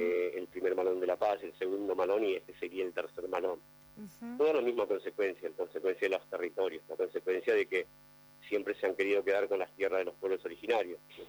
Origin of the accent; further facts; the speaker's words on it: Pinchayoc, Jujuy, Argentina; en Jujuy, de donde yo soy de ahí de Humahuaca, cerquita de la frontera, más bien, en realidad, soy de un lugar que se llama Pinchayoc, cerquita de entre Humahuaca y Uquía, no, cerquita de San Roque, son parajes, ¿viste? Son comunidades, yo soy de Pinchayoc.